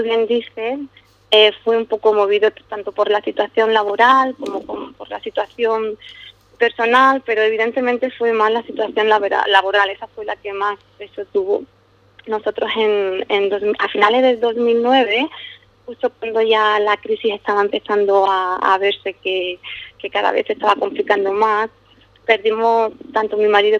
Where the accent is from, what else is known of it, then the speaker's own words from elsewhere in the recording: Ubrique, Andalusia, Spain; now in Scotland; tanto mi marido como yo, somos los dos de Ubrique. Y siempre yo he estado pues acostumbrada a vivir en un pueblo medianamente pequeño, tranquilo